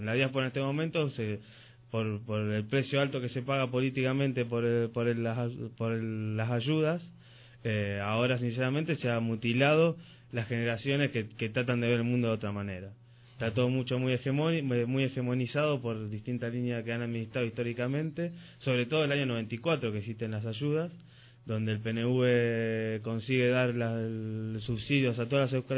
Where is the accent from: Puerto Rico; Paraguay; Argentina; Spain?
Argentina; Rosario, Santa Fe; moved away; en mi caso, que soy nacido en Rosario, de Santa Fe, Argentina, que pertenezco a la Euskalechea de Rosario, se llama Zaspiralbat, y donde toda mi vida he sido, por herencia familiar, parte de esa Euskalechea.